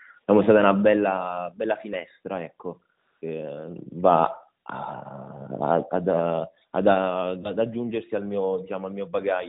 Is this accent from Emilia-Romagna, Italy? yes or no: no; Reggio Calabria, Calabria, Italy; sono reggino, sono di origine calabrese